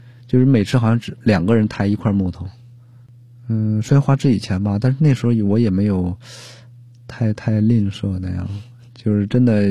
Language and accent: Chinese; Liaoning, China; 我是辽宁人，但是辽宁近这么多年吧，